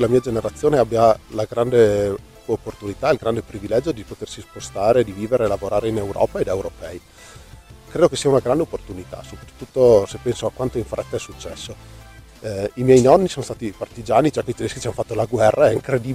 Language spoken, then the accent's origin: Italian; Veneto, Italy; moved away as an adult; now in Stuttgart, Germany; ho 29 anni e vivo a Stoccarda, in Germania. Vengo dalla provincia di Belluno